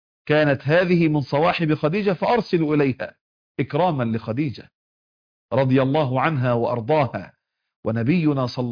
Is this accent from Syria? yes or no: no; Egypt; حتى عندنا في مصر نقول العش والملح ما يهونش إلا على ابن الحرام